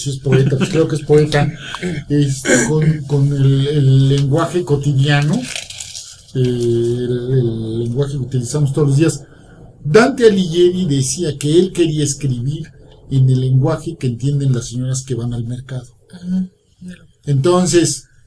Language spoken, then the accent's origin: Spanish; La Piedad, Michoacán, Mexico; Yo soy de la Piedad de Michoacán.